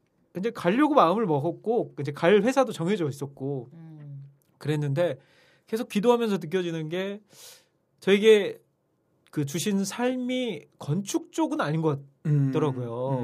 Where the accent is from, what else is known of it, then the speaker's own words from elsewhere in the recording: Iksan, North Jeolla, South Korea; 제가 이제 고향이 전라북도 익산인데